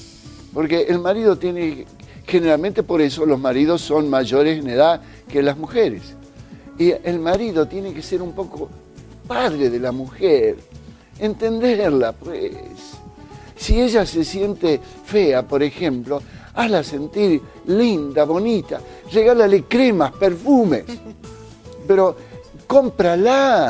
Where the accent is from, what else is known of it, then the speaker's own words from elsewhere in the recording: Argentina; a mí me gusta mucho el fútbol, soy argentino, ¿no?